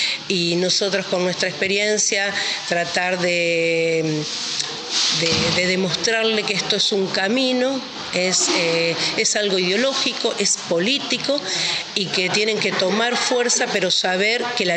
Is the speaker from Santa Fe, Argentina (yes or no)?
yes; Rosario, Santa Fe, Argentina; de Rosario, de la Radio Aire Libre, FM 91.3.